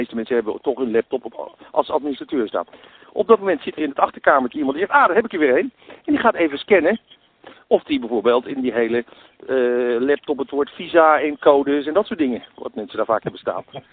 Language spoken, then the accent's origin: Dutch; Amsterdam, North Holland, Netherlands; Kijk, laat ik een voorbeeld geven. Ik kom uit Amsterdam